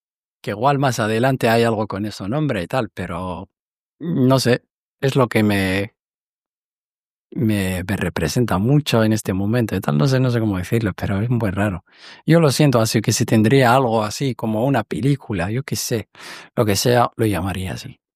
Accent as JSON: {"language": "Spanish", "country": "Morocco", "tie": "born or raised there", "said": "yo recuerdo que desde Marruecos, por ejemplo, en mi pueblo, cuando había mujeres sentadas al lado de la puerta de sus casas"}